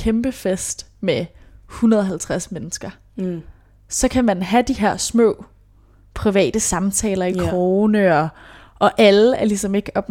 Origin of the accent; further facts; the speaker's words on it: Hjørring, North Denmark Region, Denmark; Det er altså ikke, jeg er fra Brøndby. Men Hjørring, lille jysk by.